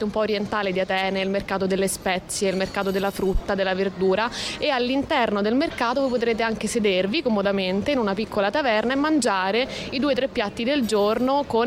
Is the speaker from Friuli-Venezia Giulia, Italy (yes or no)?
no; Rome, Lazio, Italy; moved away as an adult; now in Athens, Greece; Io sono di Roma, mi sono trasferita per amore, diciamo anche un po' per caso, perché il tutto è avvenuto abbastanza rapidamente, e in poco tempo sono diventata cittadina di questa bellissima città.